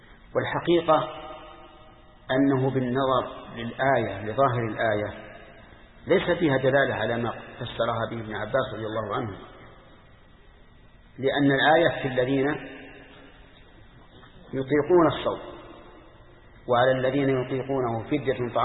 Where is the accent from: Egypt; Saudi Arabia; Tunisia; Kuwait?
Saudi Arabia; Al-Qassim; خمس الصاع الحالي عندنا في القصيم